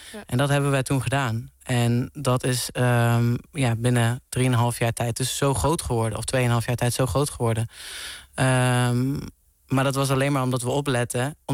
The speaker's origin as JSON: {"language": "Dutch", "town": "Venlo", "region": "Limburg", "country": "Netherlands", "said": "Ik kom uit Venlo."}